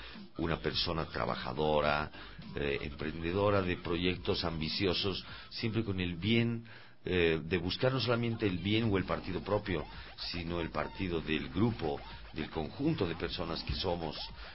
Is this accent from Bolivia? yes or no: yes; Bolivia; Todos los músicos somos bolivianos, ¿no?